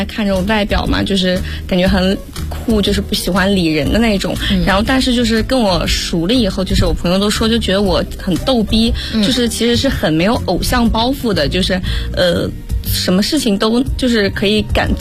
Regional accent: Changzhi, Shanxi, China; ，我来自美丽的山西省长治市。

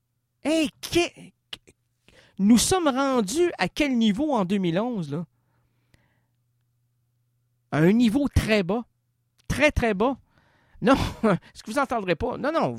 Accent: Quebec, Canada; je suis un Québécois, et je suis peiné de voir que le Québec te ferme.

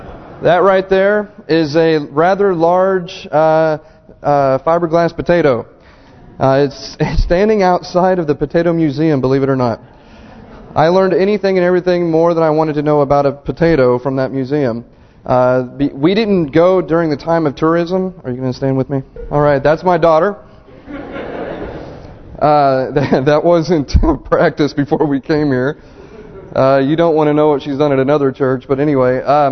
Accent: Oklahoma, United States; So I'm going from Oklahoma, from red clay, to Prince Edward Island, to red clay.

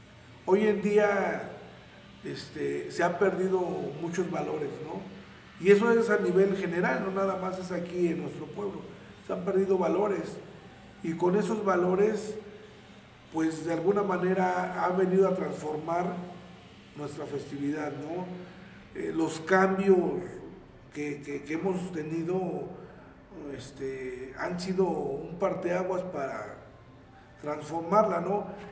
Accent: Mexico; Entonces, como mexicano, pues es un orgullo, ¿no? Un orgullo el ser mexicano

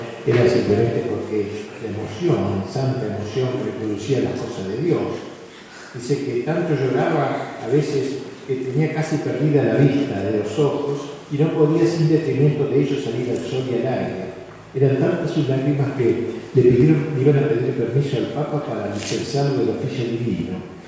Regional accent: Argentina; resulta importante recordar nosotros que somos argentinos

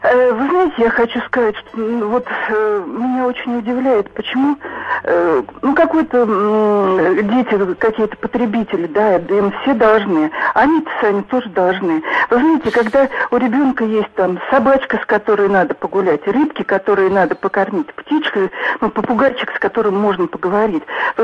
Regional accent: Moscow, Russia; Вот я родилась, выросла в Москве, в Останкино жили, вот у нас старый дом.

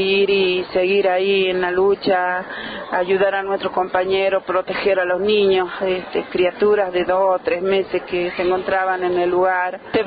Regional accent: Catamarca, Argentina; que en mi pueblo están 2 retos bombeos, y estamos consumiendo el agua que ellos están largando porque no nos queda otra.

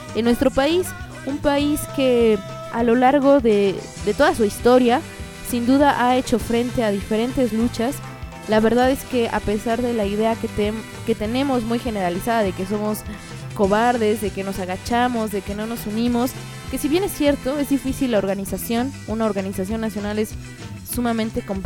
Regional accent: Mexico; Y sí, somos mexicanos que le estamos acá chingando

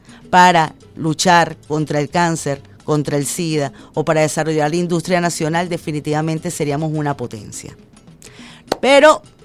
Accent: Venezuela; Somos hermanos, somos venezolanos.

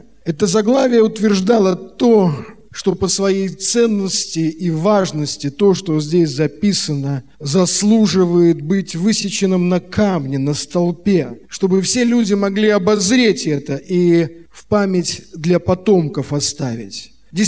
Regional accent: Saint Petersburg, Russia; Я родился 12 августа 1961 года. Родился в Петербурге, наша семья была, в общем-то, самой обычной семьей.

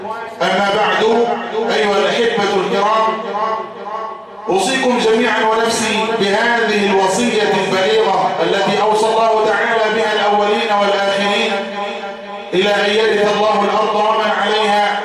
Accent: Egypt; وأن يصلح بلدنا مصر خاصة

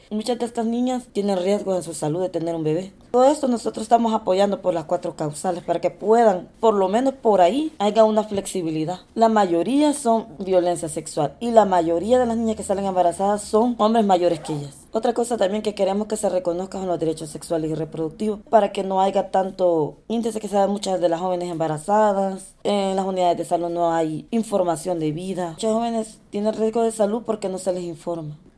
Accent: El Salvador; vengo del grupo Semillas de Libertad y soy del Salvador.

